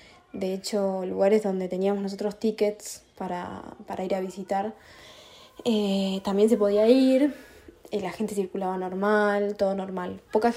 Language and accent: Spanish; Tandil, Buenos Aires Province, Argentina; yo soy de Tandil, estoy acá varada en Lisboa con mi novio Manuel, que también es de Tandil